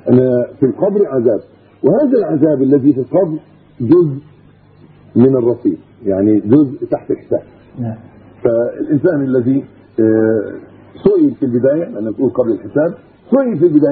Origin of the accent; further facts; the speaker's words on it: Egypt; حتى عندنا في مصر وفي غيره في كل مكان